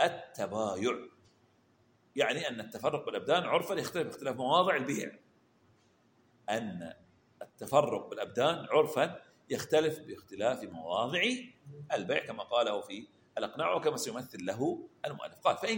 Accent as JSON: {"language": "Arabic", "region": "Eastern Province", "country": "Saudi Arabia", "accent": "Hasawi", "said": "اللي هي لهجتنا احنا الحسوية."}